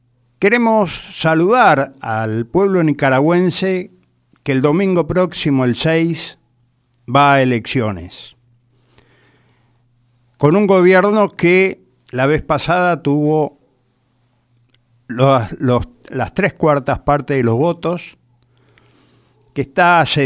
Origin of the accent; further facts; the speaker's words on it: Paraguay; Y es un pueblo que está como nosotros, como los paraguayos